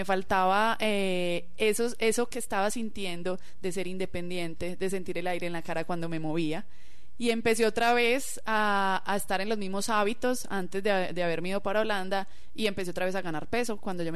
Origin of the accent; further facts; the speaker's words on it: Antioquia, Colombia; nosotros somos muy orgullosos de los proyectos que hacemos como paisas